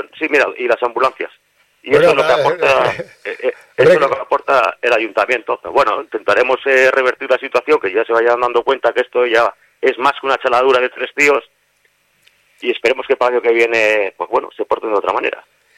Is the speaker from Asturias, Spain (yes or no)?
no; Santurce, Basque Country, Spain; Nosotros somos de Santurce